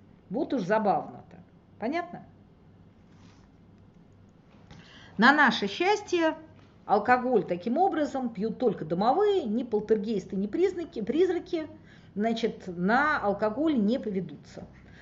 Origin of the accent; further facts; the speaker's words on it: Moscow, Russia; Не знаю, я москвичка, поэтому я, в общем, акую быстрее.